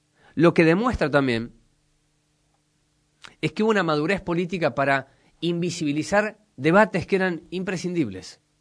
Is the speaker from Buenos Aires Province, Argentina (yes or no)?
no; Córdoba, Argentina; born there; lo que yo he visto en la provincia en la que nací, en Córdoba.